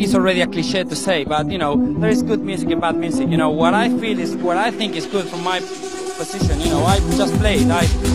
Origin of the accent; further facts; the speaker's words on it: Buenos Aires, Argentina; moved away as an adult; now in London, United Kingdom; Yeah, I live in London now, but I'm from Buenos Aires here. I was born in Argentina and I lived nearly all my life there till like 4 years ago when I moved to London